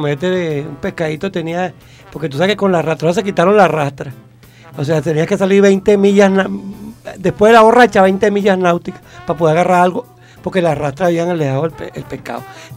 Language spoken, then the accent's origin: Spanish; Bolívar, Venezuela; ¿Y cómo vamos a hacer turismo nosotros si nosotros somos de Bolívar?